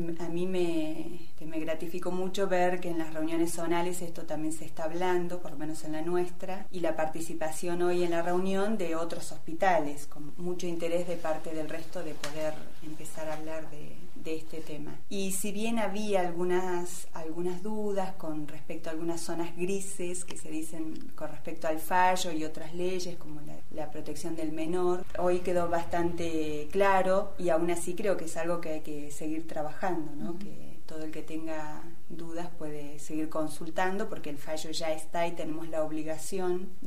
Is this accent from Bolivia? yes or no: no; Córdoba, Argentina; born there; now in Andacollo, Argentina; nací en Córdoba y estoy hace 33 años acá en la localidad.